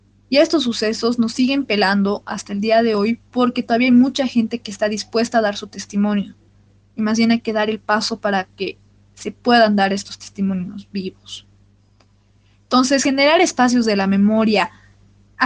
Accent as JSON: {"language": "Spanish", "country": "Bolivia", "said": "uno de los momentos más difíciles de nuestra historia y de nuestra identidad como bolivianos, como latinoamericanos"}